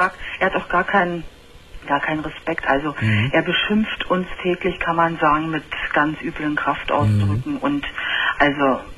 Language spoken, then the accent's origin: German; Berlin, Germany; Also man kann sagen, ich komme aus Berlin